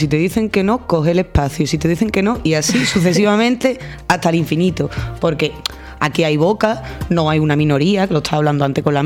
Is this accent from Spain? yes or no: yes; Seville, Andalusia, Spain; now in Granada, Spain; cuando llegué aquí a Granada, que yo soy de Sevilla